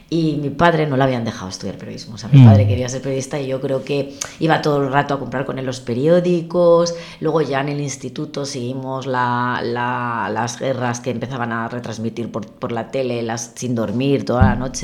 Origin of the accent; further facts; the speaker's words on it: Oviedo, Asturias, Spain; yo soy de Oviedo y he querido ser periodista siempre.